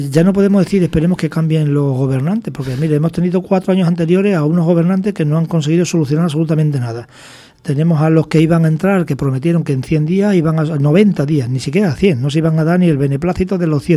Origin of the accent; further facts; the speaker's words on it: Badajoz, Extremadura, Spain; Yo cuando estaba en mi tierra, en Badajoz, para llegar a Mérida, que eran 60 kilómetros, tardaba 20 minutos.